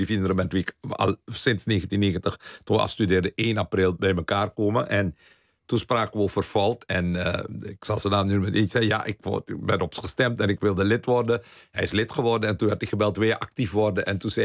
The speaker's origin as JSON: {"language": "Dutch", "country": "Netherlands", "said": "Als je Europese verkiezingen hebt, waarom kan ik als Nederlander niet op een kandidaat uit Italië stemmen?"}